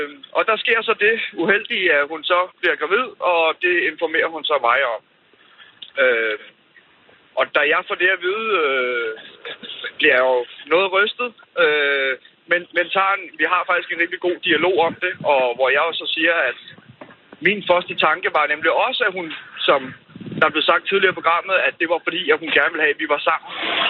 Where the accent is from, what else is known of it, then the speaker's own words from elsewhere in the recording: Zealand, Denmark; så var både hun i Sønderjylland, og jeg er fra Sjælland.